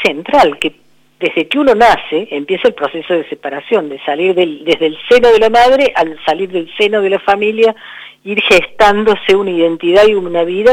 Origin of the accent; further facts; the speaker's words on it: Córdoba, Argentina; bueno, ustedes, yo soy de Córdoba, pero las sierras, viene una creciente y se lleva un montón de cosas